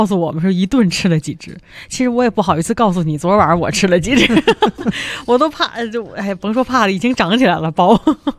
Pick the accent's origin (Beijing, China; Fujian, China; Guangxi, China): Beijing, China; 这是一个非常典型的咱们北京人家里面，就是过节的时候家里会吃的。